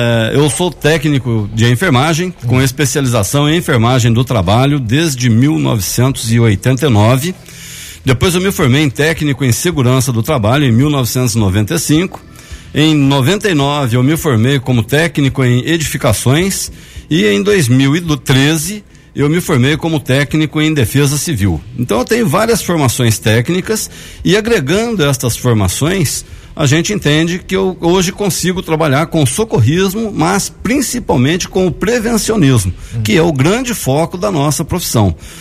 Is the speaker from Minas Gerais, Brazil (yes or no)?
yes; Poços de Caldas, Minas Gerais, Brazil; Sim, eu sou natural de Poços de Caldas, né? Moro lá desde que nasci.